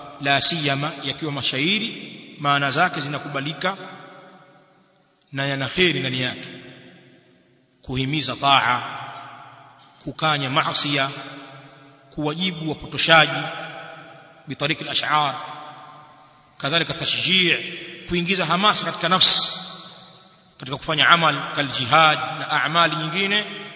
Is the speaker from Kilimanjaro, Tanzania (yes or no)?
yes; Kilimanjaro, Tanzania; sisi watu wengine watu wa bara useme kule kwetu uchagani tutamke heri